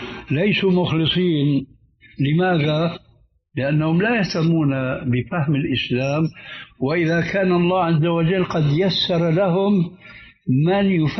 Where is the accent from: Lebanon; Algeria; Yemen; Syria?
Syria; فقد وجد شيخ عندنا في سوريا